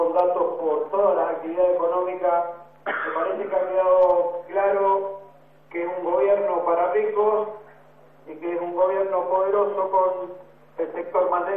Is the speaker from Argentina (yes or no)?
yes; Argentina; a lo que pretendemos como argentinos, independientemente de donde vengamos